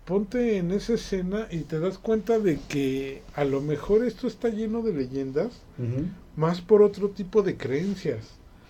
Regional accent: Mexico; yo no soy turista, yo soy mexicano.

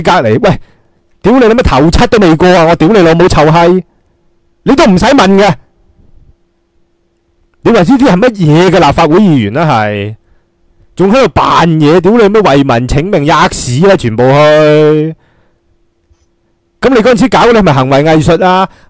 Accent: Hong Kong; 使晒我哋香港人啲钱

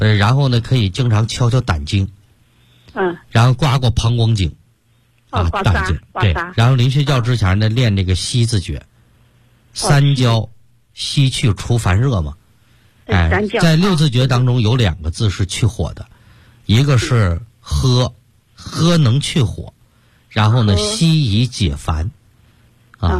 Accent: Sichuan, China; 包括现在我们四川人爱吃这个辣的

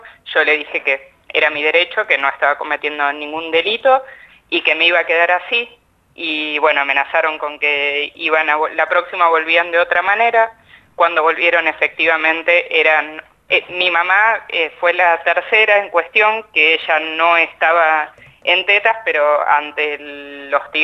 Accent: Necochea, Buenos Aires Province, Argentina; en la playa, en Necochea, que es la ciudad de donde yo soy

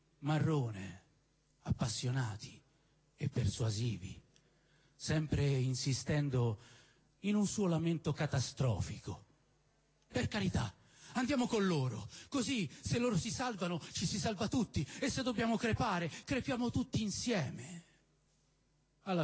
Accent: Rome, Lazio, Italy; born there; io sono nato a San Lorenzo

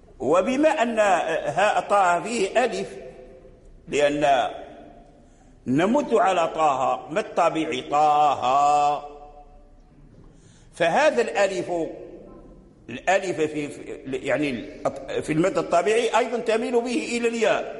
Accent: Morocco; الذي جرى به العمل عندنا في المغرب هي الإمالة الكبرى

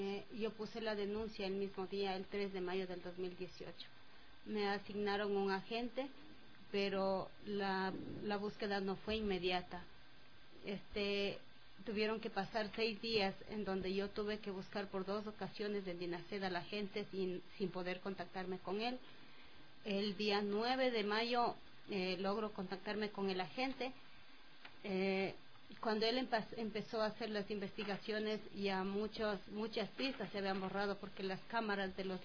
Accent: Ibarra, Imbabura, Ecuador; now in Quito, Ecuador; nosotros somos de Ibar, por la enfermedad le trajimos a vivir a Quito porque ya casi todos los hijos estamos acá.

